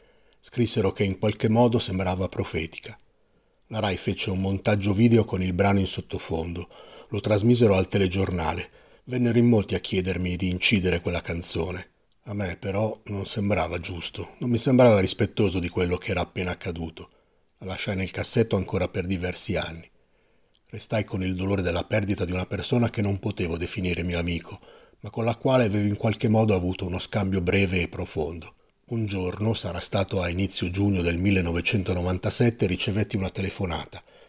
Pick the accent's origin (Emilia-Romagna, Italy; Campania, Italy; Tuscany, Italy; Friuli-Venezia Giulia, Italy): Emilia-Romagna, Italy; Lo capisco anche come romagnolo. Da queste parti l'orgoglio è qualcosa che ti fa grande, ma può anche annientarti.